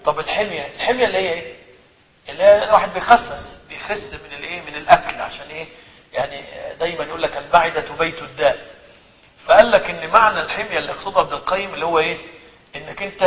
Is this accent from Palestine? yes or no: no; Egypt